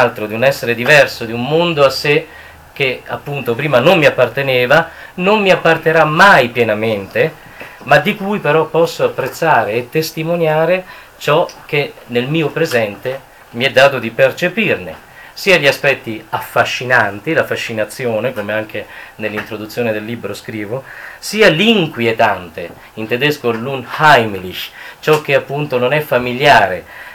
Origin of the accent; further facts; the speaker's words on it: Rome, Lazio, Italy; io vengo da Roma, vivo qui in Alto Adige da 15 anni